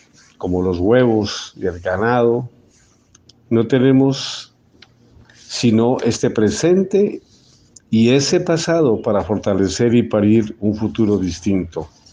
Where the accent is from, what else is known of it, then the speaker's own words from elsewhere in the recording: Colombia; Hablar de mi país, Colombia, como ciudadano, es hablar recordando mi infancia, mi pueblo